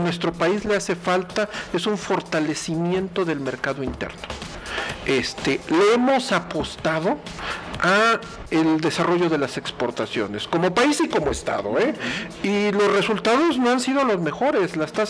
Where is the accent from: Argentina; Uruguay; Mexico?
Mexico; Querétaro; la tasa de desempleo de nuestro estado siempre está por arriba de la media nacional